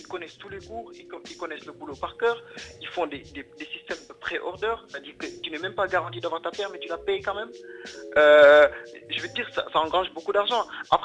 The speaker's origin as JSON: {"language": "French", "country": "Senegal", "said": "je viens du Sénégal."}